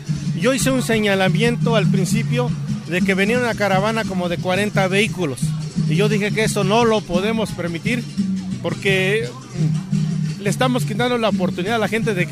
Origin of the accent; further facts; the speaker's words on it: Capulálpam de Méndez, Oaxaca, Mexico; soy comunero de Capulalpan de Méndez, soy ciudadano activo